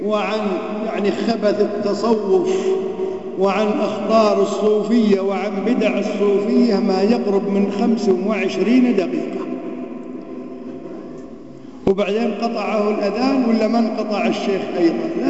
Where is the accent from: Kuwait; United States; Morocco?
Kuwait; عندنا في الكويت يقول لك تولاه يعني يضرب الضرب